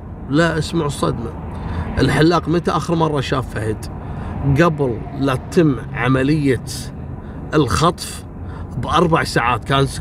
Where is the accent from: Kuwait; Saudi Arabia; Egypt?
Kuwait; لكن عندنا في الكويت كانت هذه أول حادثة تحصل